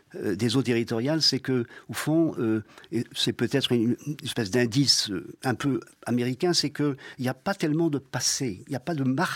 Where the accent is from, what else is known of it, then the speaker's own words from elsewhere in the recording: St. Pierre & Miquelon; C'est parce que nous sommes français que nous existons avec une force incomparablement plus grande que les 242 km² sur lesquels nous habitons.